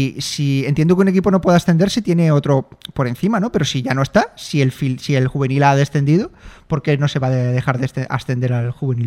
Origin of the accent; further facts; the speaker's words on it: Alicante, Valencian Community, Spain; also born or lived in Alcoy; Ya sabes que yo soy de Alcoy, aunque haya crecido toda la vida en Alicante y sea del Hércules, y Alcoy ya no me importa un bledo, pero soy de Alcoy.